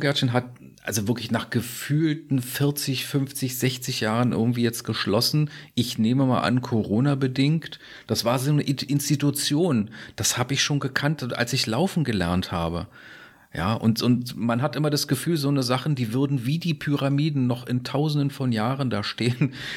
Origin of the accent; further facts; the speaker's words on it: Berlin, Germany; ich bin aufgewachsen in Steglitz.